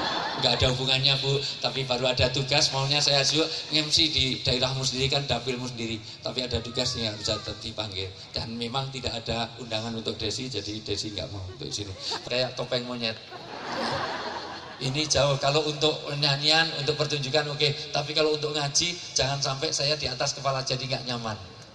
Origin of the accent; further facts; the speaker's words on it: Java, Indonesia; karena saya asli orang Jawa